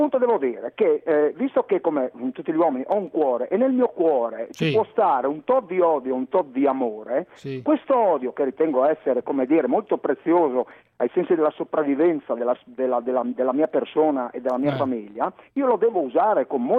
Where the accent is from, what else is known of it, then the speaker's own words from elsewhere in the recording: Friuli-Venezia Giulia, Italy; sono un friulano, italiano, 48 anni, padre di famiglia.